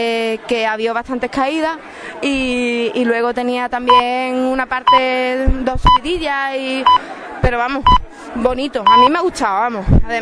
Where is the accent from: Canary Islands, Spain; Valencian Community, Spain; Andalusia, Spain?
Andalusia, Spain; Cádiz; yo soy de Cádiz, hice uno en Cádiz que se ha hecho este año por primera vez